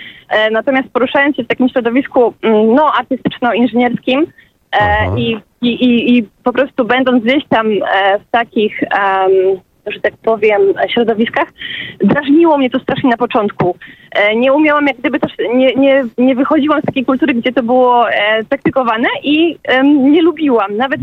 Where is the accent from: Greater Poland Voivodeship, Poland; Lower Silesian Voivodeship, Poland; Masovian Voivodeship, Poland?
Greater Poland Voivodeship, Poland; małe wioski Wielkopolska. Ja jestem z Wysoka Skina.